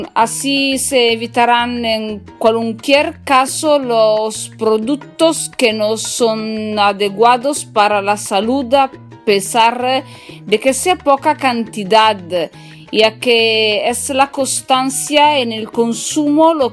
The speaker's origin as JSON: {"language": "Spanish", "region": "northern Italy", "country": "Italy", "second_language": "Spanish", "said": "yo soy italiana del norte de Italia, estudio español da sola y perdonadme si voy a hacer un poco de mala pronunciación"}